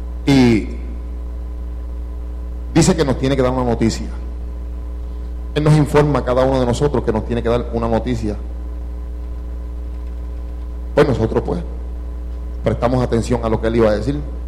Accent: Hato Viejo, Puerto Rico; Somos del mismo barrio. Somos de Hato Viejo los dos. Y los dos nos criamos en la Iglesia Pentecostal de Los Caños

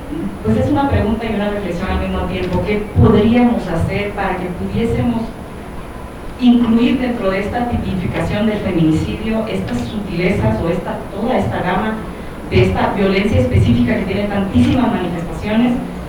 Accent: Honduras; now in Mexico; soy hondureña, residente en esta ciudad, el país más violento del mundo en algunas circunstancias

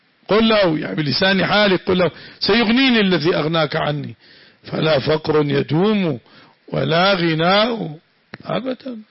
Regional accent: Syria; صارت بلادنا سوريا أنظف بلد في العالم

